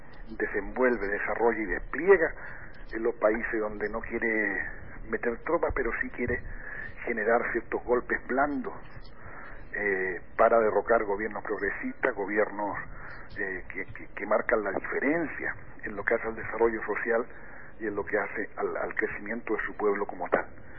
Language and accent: Spanish; Chile; yo tengo que compararlo necesariamente con la experiencia que yo, como chileno, me tocó vivir en mi país